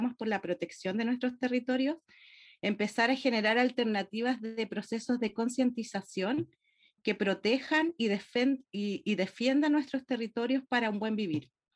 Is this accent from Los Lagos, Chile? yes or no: yes; Curaco de Vélez, Los Lagos, Chile; soy del archipiélago de Chiloé. El archipiélago de Chiloé es un territorio al sur de Chile, en donde existen más de 40 islas habitadas.